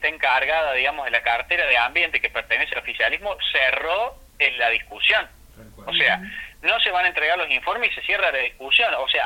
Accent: Córdoba, Argentina; si yo me voy, que soy de Córdoba, se me ocurre tomar agua de una cabaña, que me voy un fin de semana a Tanti

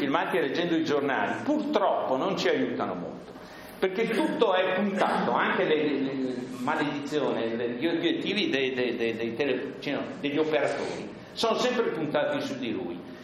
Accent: Bolzano, Trentino-Alto Adige, Italy; io sono cresciuto, vissuto a Bolzano.

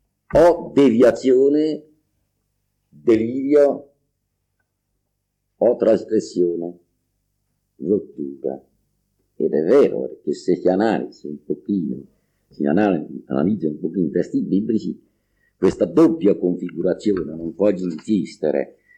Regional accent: Campania, Italy; e io che sono campano, ho vissuto tutte le esperienze del culturismo campano

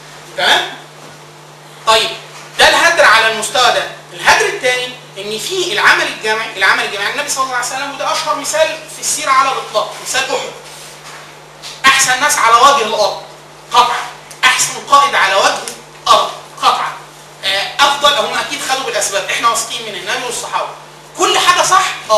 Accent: Upper Egypt, Egypt; وطبعا انا من الصعيد اصلا

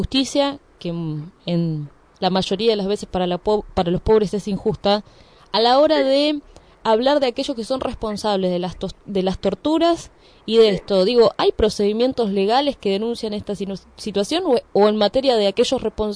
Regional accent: Moreno, Buenos Aires Province, Argentina; Podemos ver lo que sucede en nuestro distrito, nosotros somos de Moreno, pero claro.

